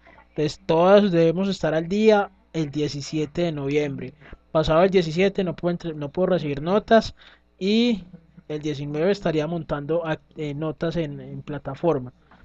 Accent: Antioquia, Colombia; Sí, es como mi acento, aunque a veces me dicen que no parezco paisa, pero bueno.

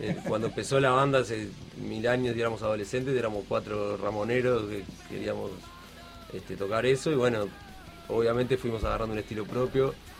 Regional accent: Ciudad de la Costa, Canelones, Uruguay; Nosotros somos Ciudad de la Costa.

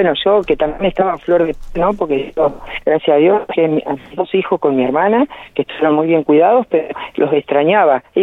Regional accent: Argentina; como argentino, estoy muy orgulloso de la Argentina que tenemos

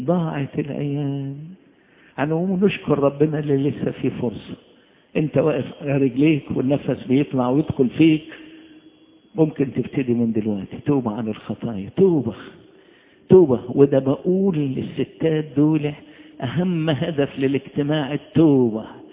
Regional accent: Upper Egypt, Egypt; عندنا في الصعيد

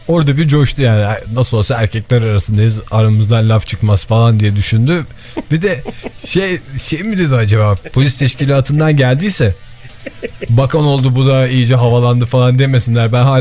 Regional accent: Izmir, İzmir, Turkey; Yani bir İzmirli olarak bunu açık yüreklilikle söyleyebilirim.

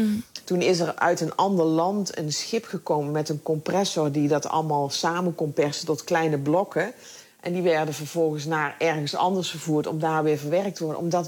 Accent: Netherlands; dan ben ik misschien ouderwets opgevoed in Nederland.

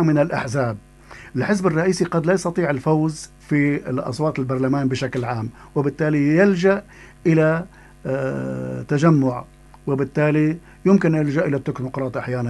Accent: Syria; نحن عندنا في سوريا

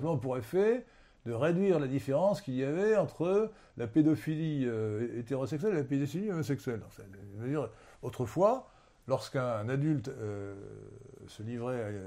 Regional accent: Brittany, France; now in Versailles, France; j'ai une patrie bretonne, une patrie versaillaise, parce que je suis un breton immigré, si je puis dire, à Versailles.

